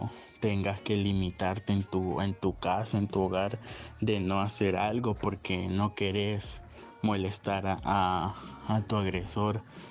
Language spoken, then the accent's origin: Spanish; Tegucigalpa, Francisco Morazán, Honduras; soy de Tegucigalpa